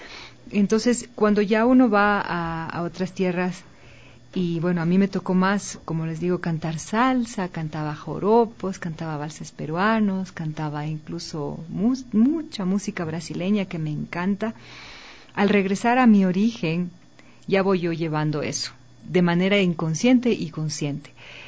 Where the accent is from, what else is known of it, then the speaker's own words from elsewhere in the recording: Ecuador; El fado portugués para mí es un género que me llega muchísimo y como ecuatoriana no soy la única.